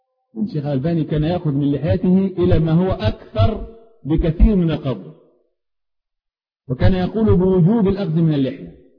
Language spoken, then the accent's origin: Arabic; Upper Egypt, Egypt; انا راجل صعيدي معذرة جاي من اخر الخط.